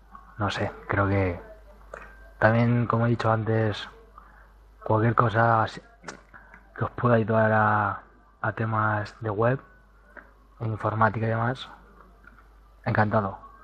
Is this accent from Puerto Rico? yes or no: no; Albacete, Castilla-La Mancha, Spain; Creo que soy el único de Albacete, ¿no?